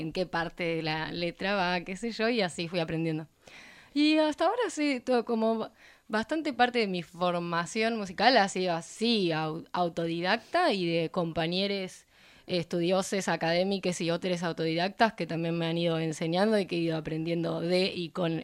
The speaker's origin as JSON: {"language": "Spanish", "town": "Azul", "region": "Buenos Aires Province", "country": "Argentina", "said": "Soy de Azul."}